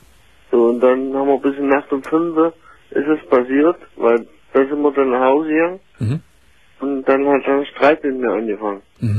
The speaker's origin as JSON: {"language": "German", "region": "Saxony-Anhalt", "country": "Germany", "said": "Weil ich komme ja aus Sachsen-Anhalt."}